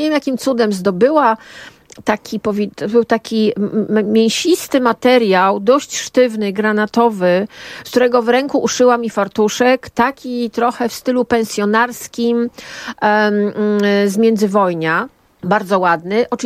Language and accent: Polish; Subcarpathian Voivodeship, Poland; I w latach 70., kiedy dorastałam, jeździło się na targ do Rzeszowa albo do Przemyśla